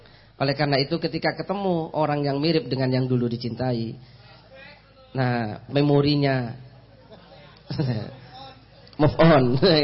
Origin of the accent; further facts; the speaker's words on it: East Java, Indonesia; Saya dengan beliau ini kan berasal dari asalnya jelas berbeda. Saya Madura